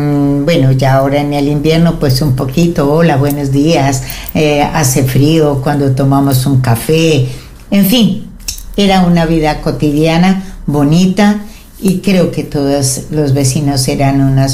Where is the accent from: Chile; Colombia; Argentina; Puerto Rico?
Colombia; como buena colombiana que soy